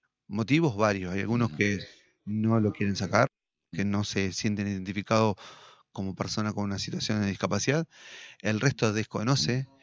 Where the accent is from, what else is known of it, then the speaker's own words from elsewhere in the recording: Concordia, Entre Ríos, Argentina; somos ciudadanos de la ciudad de Concordia, somos argentinos, somos entrerrianos